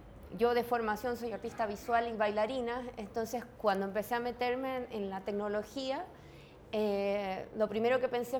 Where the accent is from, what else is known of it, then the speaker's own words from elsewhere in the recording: Chile; Yo soy de Chile, pero hace varios años que ya estoy haciendo viajes por distintos lugares